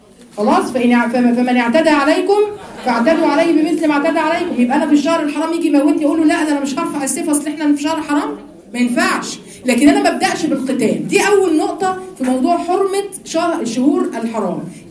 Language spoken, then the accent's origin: Arabic; Giza, Giza Governorate, Egypt; عشان انا اهلي من الجيزه اصلا،